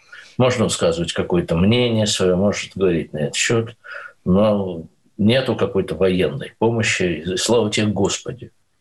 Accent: Belarus; Вот мы белорусы, и вот наша граница. Это такой дом.

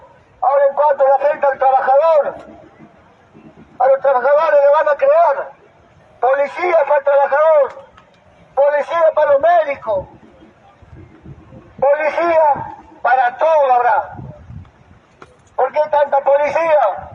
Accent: Argentina; Nosotros no somos de una ideología extranjera, no somos de Europa, no somos anglosajón, somos del territorio de Argentina, hermano.

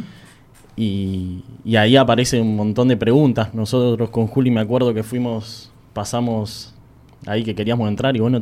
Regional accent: Aldo Bonzi, Buenos Aires Province, Argentina; Yo soy de Aldo Bonzi.

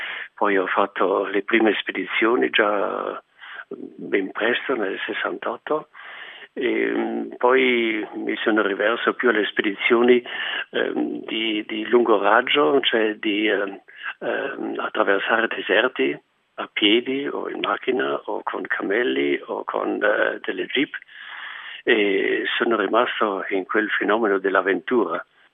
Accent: Bolzano, Trentino-Alto Adige, Italy; sono nato vicino a Bolzano e ho fatto la prima vita a Bolzano.

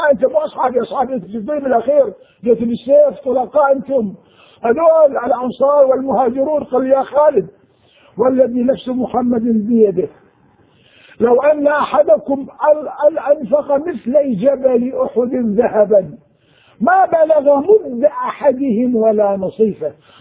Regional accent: Anbar, Iraq; أنا كنت أنا من أهل الأنبار

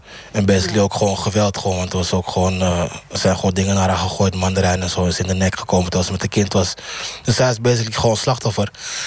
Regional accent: Amsterdam, North Holland, Netherlands; Ja, ik ben van Amsterdam. Ik ben van Amsterdam-Noord.

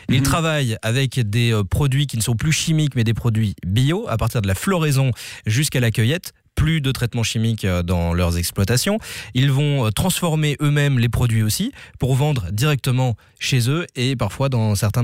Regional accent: Belgium; Et c'est la saison de quel fruit chez nous en Belgique ?

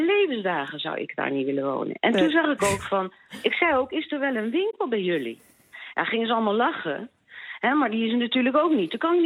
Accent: The Hague, South Holland, Netherlands; now in Leidschendam, Netherlands; Ik ben afkomstig uit Den Haag.

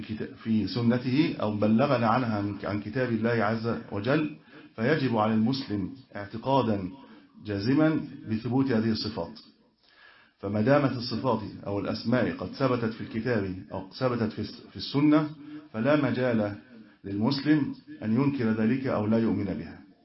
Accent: Cairo, Cairo Governorate, Egypt; والله أنا من القاهرة كنت أجلس هنا معكم

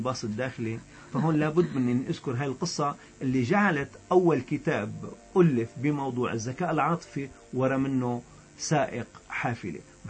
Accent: Syria; يعني بلهجتنا نحن السوريين.

